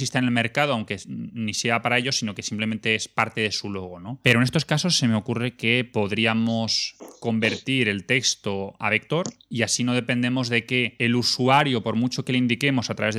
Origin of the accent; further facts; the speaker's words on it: Madrid, Community of Madrid, Spain; yo que soy de Madrid